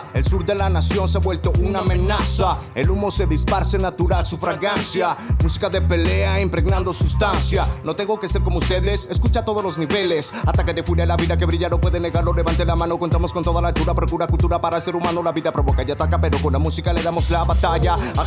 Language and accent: Spanish; Xalapa, Veracruz, Mexico; representando Jalapa, Veracruz.